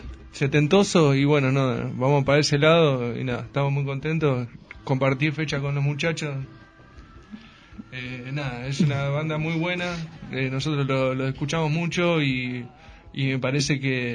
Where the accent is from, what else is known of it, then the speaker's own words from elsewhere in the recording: La Pampa, Argentina; Venimos tocando, somos una banda de La Pampa. Nosotros tocamos tres años allá, nos vinimos acá.